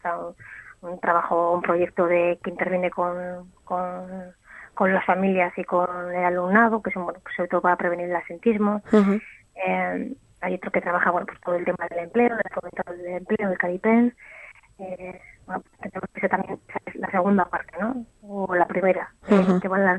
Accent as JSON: {"language": "Spanish", "region": "Basque Country", "country": "Spain", "said": "y de la sociedad vasca, ¿no?"}